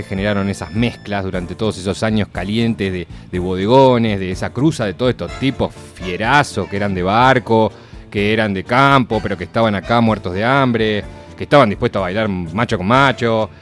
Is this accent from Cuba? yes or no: no; Argentina; por entender cómo somos los argentinos, qué somos los argentinos